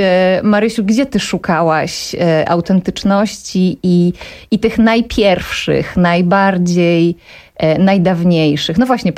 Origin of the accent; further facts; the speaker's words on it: Świętokrzyskie Voivodeship, Poland; bo ja pochodzę ze Świętokrzyskiego